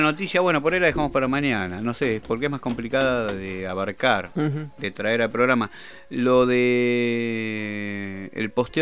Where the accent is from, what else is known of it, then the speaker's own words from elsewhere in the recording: Argentina; siendo argentinos nosotros más bien siempre estamos en segunda y tercera vuelta